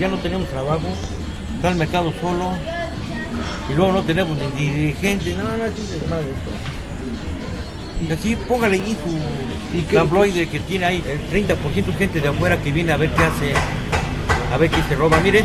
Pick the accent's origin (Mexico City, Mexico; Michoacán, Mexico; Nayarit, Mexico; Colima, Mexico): Mexico City, Mexico; Porque aquí yo me crié en el Tepito y aquí desde que se inauguró el mercado yo soy aquí.